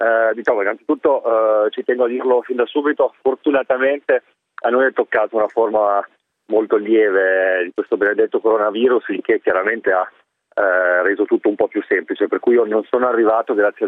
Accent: Milan, Lombardy, Italy; now in Russia; io da milanese, quindi in questi mesi in contatto con amici a Milano

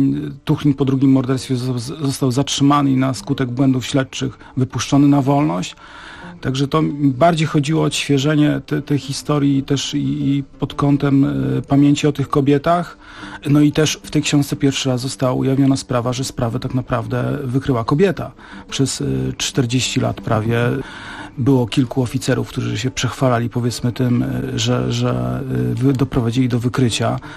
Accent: Gdynia, Pomeranian Voivodeship, Poland; bo ja jestem z Trójmiasta. Wychowywałem się w Gdyni

